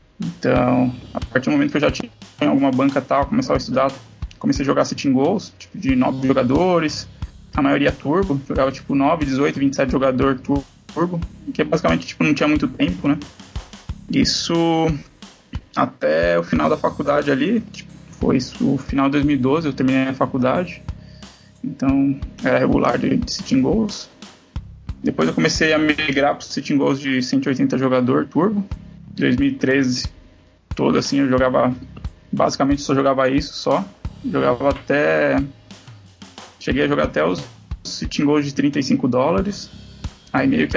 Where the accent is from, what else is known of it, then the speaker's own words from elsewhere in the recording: Guarulhos, São Paulo, Brazil; Sou de Guarulhos, em São Paulo.